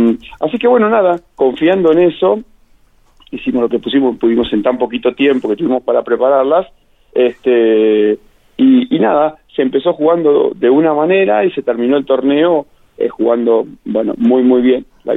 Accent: Macachín, La Pampa, Argentina; Yo como DT de mis chicas en mi pueblo, en Macachín

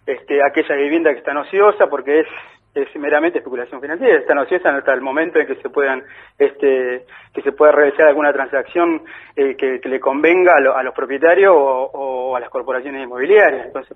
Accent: El Chocón, Neuquén, Argentina; born there; Yo nací en el Chocón, provincia de Neuquén, y empecé a militar también en Neuquén

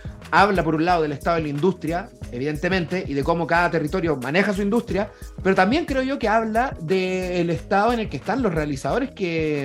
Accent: Chile; moved away; ¿por qué una me emociona a mí como chileno, weón? Y la otra, primero, no tengo posibilidad de verla porque no vivo en el país

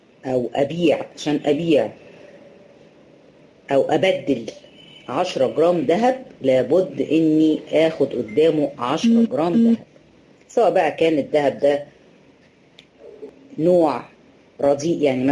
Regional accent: Egypt; طبعا احنا هنا عندنا في مصر برضو الفول ده يعد من ايه قوت البلد، الناس كلها بتفطر فول،

